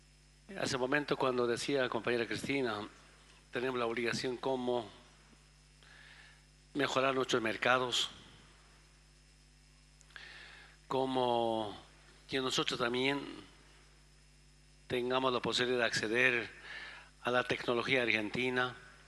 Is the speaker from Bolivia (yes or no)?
yes; Bolivia; mi pueblo de Bolivia, hemos avanzado en la salud